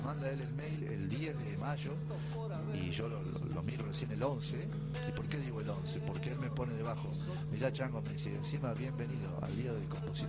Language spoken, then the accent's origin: Spanish; Brinkmann, Córdoba, Argentina; mi zona, Brickman, Córdoba, de donde yo vengo, estamos no muy lejos de esa zona. De Santa Fe a 200 kilómetros, de Entre Ríos 200 y pico.